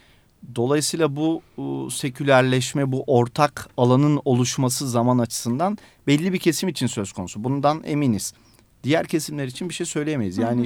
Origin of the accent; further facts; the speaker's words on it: Istanbul, Turkey; İstanbul tabii bizim şu anda içinde yaşadığımız İstanbul değil. Ben 37 yaşındayım ama Üsküdar'da büyüdüm. İşte 30 sene önce her taraf kırlıktı. Evlerimizin arkası, Bağlarbaşı.